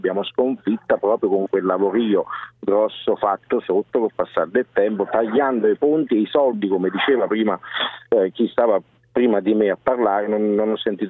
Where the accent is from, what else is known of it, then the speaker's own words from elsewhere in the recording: Naples, Campania, Italy; io vengo da Napoli